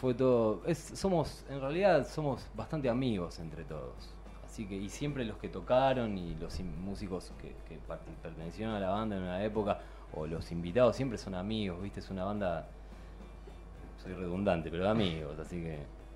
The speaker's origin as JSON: {"language": "Spanish", "region": "Buenos Aires", "country": "Argentina", "said": "Somos de Mármol, Adrogué, Banfield, Temperley."}